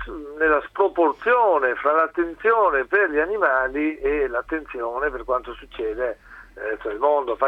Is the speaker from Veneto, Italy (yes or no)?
yes; Veneto, Italy; io sono veneto